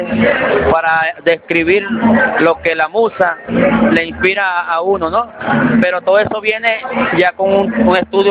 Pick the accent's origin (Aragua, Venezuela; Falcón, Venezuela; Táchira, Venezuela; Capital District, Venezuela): Falcón, Venezuela; nosotros pues acá, que venimos de la tierra de … de esa tierra falconiana